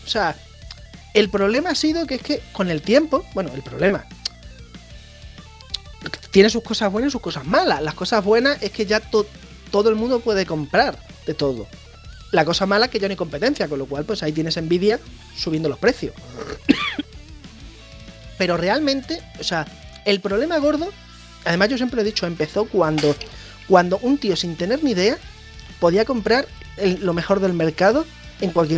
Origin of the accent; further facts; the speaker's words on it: Badajoz, Extremadura, Spain; Mira, yo soy de Badajoz, en zona, en la comunidad Extremadura